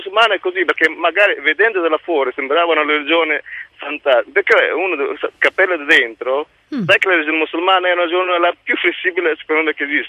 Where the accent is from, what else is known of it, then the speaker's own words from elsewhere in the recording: Morocco; now in Italy; Io sono del Marocco.